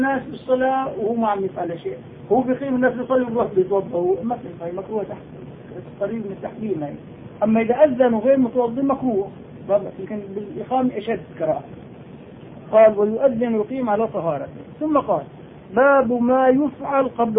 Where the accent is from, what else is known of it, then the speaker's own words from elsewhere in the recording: Nablus, West Bank, Palestine; إن شاء الله أنا نابلسي